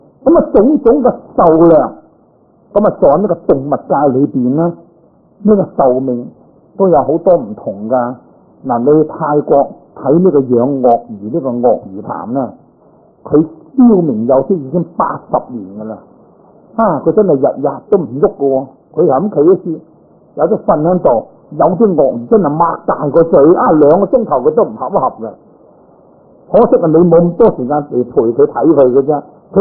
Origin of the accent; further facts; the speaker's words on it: China; 咁我哋中國人咧就叫做黃，其實都唔算黃啦